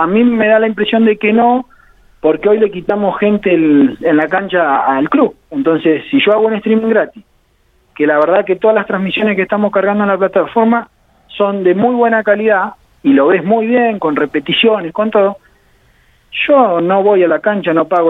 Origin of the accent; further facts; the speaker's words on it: General Villegas, Buenos Aires Province, Argentina; born there; Sí, soy nacido en General Villegas